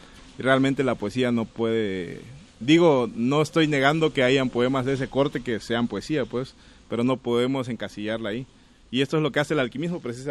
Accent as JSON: {"language": "Spanish", "region": "Chiapas", "country": "Mexico", "tie": "born there", "said": "alguien que nació en la región del Soconusco donde yo nací"}